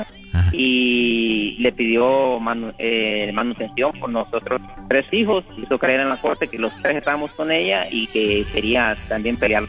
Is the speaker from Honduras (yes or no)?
yes; Honduras; También de Honduras.